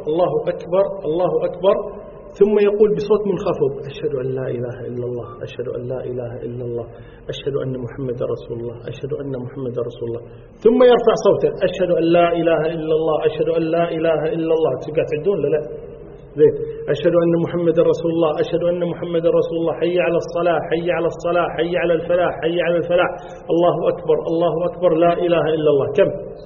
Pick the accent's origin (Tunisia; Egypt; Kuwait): Kuwait; الذي يؤذن فيه عندنا في الكويت في الخليج بشكل عام هو أذان الكوفة